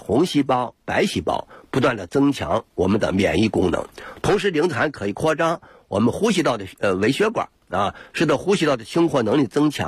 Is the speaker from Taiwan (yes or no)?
no; China; 我们中国人